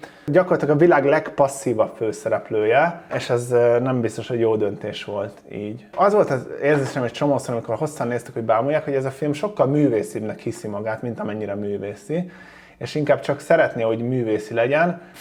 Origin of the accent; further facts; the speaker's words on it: Szomor, Pest, Hungary; Volt benne szomor, ezt mindig ki fogom emelni, onnan származom.